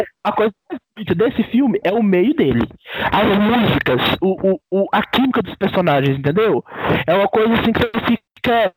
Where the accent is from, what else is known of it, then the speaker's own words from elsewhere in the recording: Minas Gerais, Brazil; sou mineiro, caralho